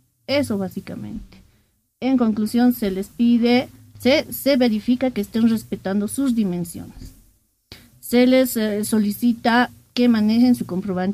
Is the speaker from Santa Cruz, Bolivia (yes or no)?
no; Cochabamba, Bolivia; born there; now in El Alto, Bolivia; Cochabamba.